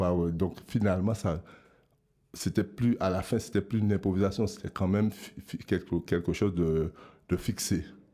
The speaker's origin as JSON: {"language": "French", "country": "Guadeloupe", "said": "Et je viens de la Guadeloupe."}